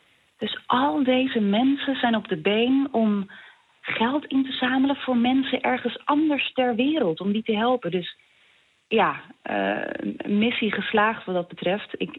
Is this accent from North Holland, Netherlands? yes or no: yes; Schagen, North Holland, Netherlands; En er was in Schagen, waar ik vandaan kom, ook een AZC.